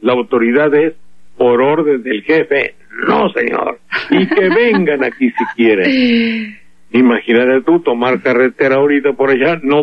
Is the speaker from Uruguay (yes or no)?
no; Veracruz, Mexico; Lo siento porque es mi tierra.